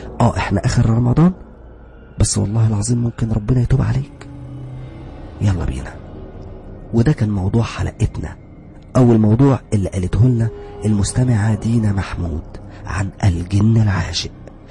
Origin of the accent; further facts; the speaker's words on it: Alexandria, Alexandria Governorate, Egypt; أنا نسيت أقول لكم أنا أصلا من اسكندرية وعايش في اسكندرية ولا زلت عايش في اسكندرية